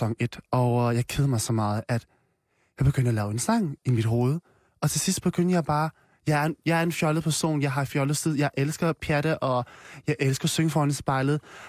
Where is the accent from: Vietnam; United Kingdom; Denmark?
Vietnam; Jeg er fra Vietnam